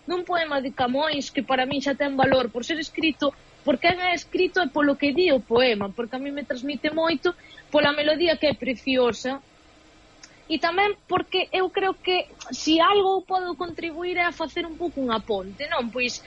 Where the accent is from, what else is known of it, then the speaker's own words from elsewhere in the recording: Galicia, Spain; Entón eu son galega e son portuguesa, entón eu emprego tamén o portugués como lingua, pois porque o sinto, porque me gusta e porque non podo falar de lingua nai só, é dicir, a miña lingua nai é o galego e é o portugués por igual, non?